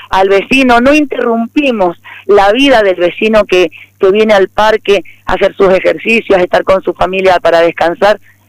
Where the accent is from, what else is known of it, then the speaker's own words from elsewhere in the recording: Argentina; somos ciudadanos argentinos, todos nativos